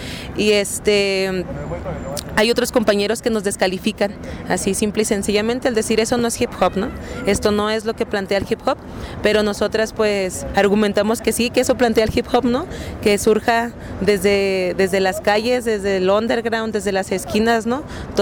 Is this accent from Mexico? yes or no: yes; Ciudad Juárez, Chihuahua, Mexico; Uy, pues qué puedo decir, si vengo de Ciudad Juárez, ¿no?